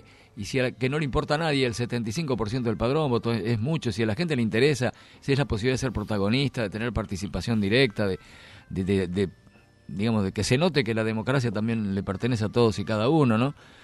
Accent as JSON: {"language": "Spanish", "town": "General Pico", "region": "La Pampa", "country": "Argentina", "said": "Yo cubrí como periodista la elección de Cámpora en el 73 en mi pueblo, en General Pico, en La Pampa."}